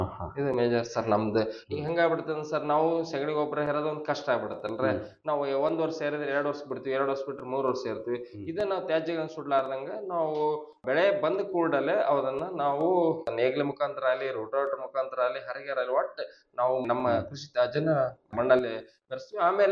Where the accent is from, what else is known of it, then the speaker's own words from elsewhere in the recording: Karnataka, India; ನಮ್ಮೂರು ಸರ್ ರಾಯಚೂರು ಜಿಲ್ಲೆ